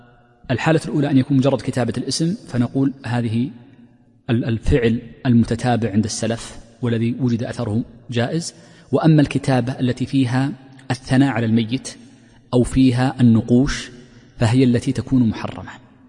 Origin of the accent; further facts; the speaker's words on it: Saudi Arabia; وفي جنوبها أيضا عندنا في تهامة موجود مدافن حجرية.